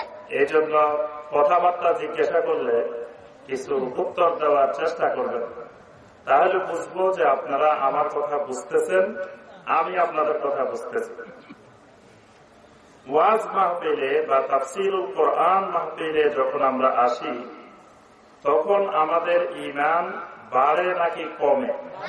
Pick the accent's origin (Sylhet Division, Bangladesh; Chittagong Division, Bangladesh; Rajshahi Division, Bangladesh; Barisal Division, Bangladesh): Chittagong Division, Bangladesh; Noakhali; now in Dhaka, Bangladesh; আমি ঢাকা থেকে এসেছি, কিন্তু আমার অরিজিনাল বাড়ি হল নোয়াখালী।